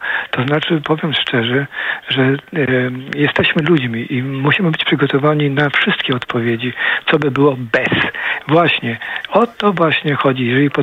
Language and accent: Polish; Poznań, Greater Poland Voivodeship, Poland; also born or lived in Ottawa / Vancouver; now in Gdynia, Poland; No jestem poznaniakiem, urodziłem się w Poznaniu, mam całą rodzinę w Poznaniu.